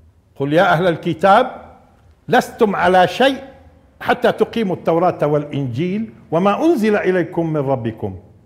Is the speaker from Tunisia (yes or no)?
no; Nablus, West Bank, Palestine; وعندنا في نابلس في يعيش بشك بالفعل المضارع